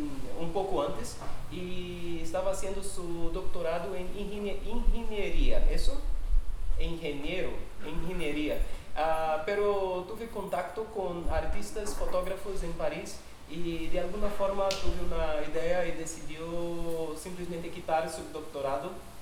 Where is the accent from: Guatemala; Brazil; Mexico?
Brazil; Pará; Spanish is a second language; soy del norte de Brasil, que es esta porción. El norte de Brasil es hecho de 1, 2, 3, 4, 7 departamentos, pero mi departamento es este acá. Acá es una imagen del departamento de Pará